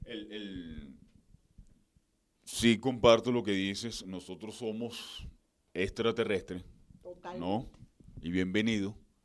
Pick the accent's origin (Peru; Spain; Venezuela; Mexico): Venezuela; de que si somos venezolanos.